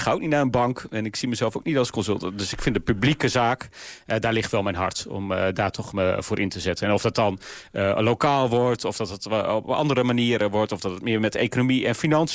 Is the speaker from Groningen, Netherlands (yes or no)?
yes; Groningen, Netherlands; nou ik kom zelf uit Groningen zoals u weet